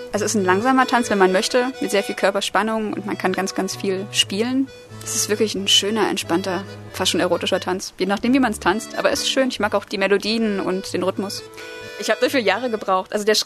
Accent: Saxony, Germany; born there; Ich komme gebürtig aus Sachsen und da ist die Szene größer, anders.

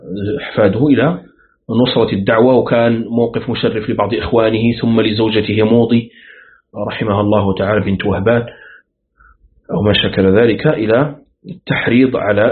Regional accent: Morocco; باستثناء بلادنا المغرب الأقصى

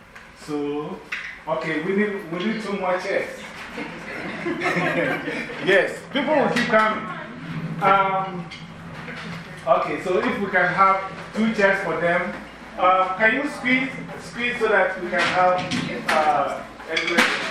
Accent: Ghana; now in New York, United States; I'm from New York by way of Ghana, West Africa.

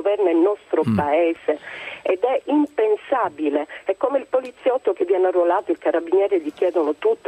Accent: Sicily, Italy; Io oltre a essere italiana sono siciliana

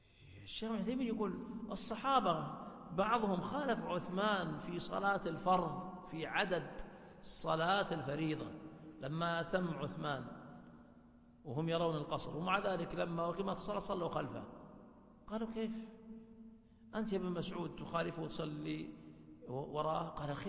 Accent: Hejaz, Saudi Arabia; والعوام عندنا في الحجاز يقولون مثال بسيط عند العوام

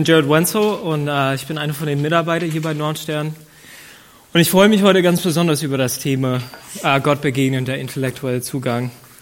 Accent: Ohio, United States; German is a second language; now in Germany; ich komme aus den USA, aus dem Bundesstaat Ohio. Und ich bin zu einer Familie geboren worden, die nicht besonders christlich waren.

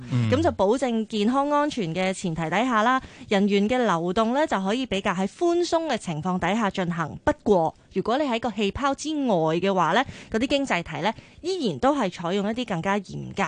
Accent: Hong Kong; 好似咧俾我哋香港人一个去旅行嘅希望。

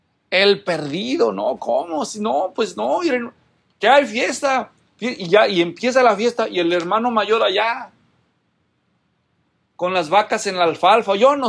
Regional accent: Guadalajara, Jalisco, Mexico; es que yo soy de Guadalajara, ¿no?

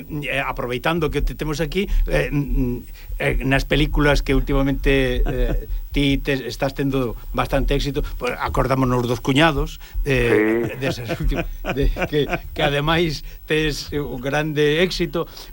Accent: Cortegada, Galicia, Spain; dixen que eu vivín, nacín en Cortegada.

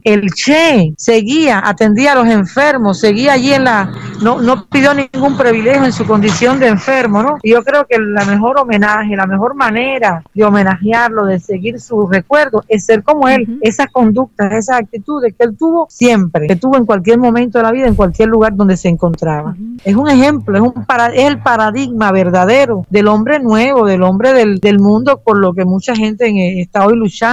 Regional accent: Cuba; te lo digo yo que soy cubana y vivo aquí

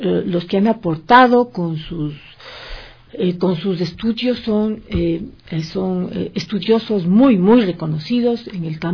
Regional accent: Ecuador; eso como ecuatorianos tenemos que conocerlo

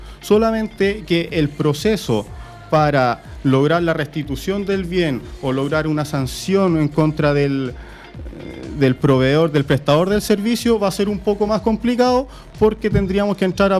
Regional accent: Curicó, Maule, Chile; Yo soy de Curicó, por lo tanto me siento muy cómodo acá en Puente Alto.

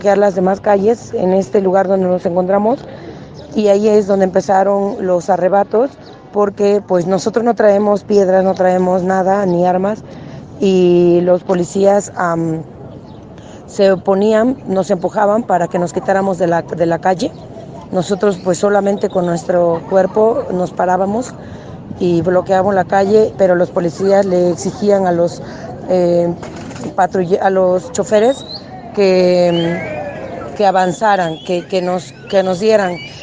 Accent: Oaxaca, Mexico; soy una maestra de Oaxaca.

